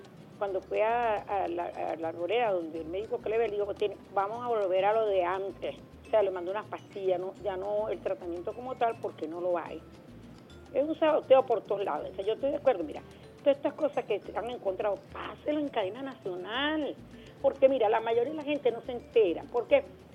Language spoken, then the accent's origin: Spanish; Venezuela; yo soy venezolana y me siento muy venezolana y quiero mucho mi país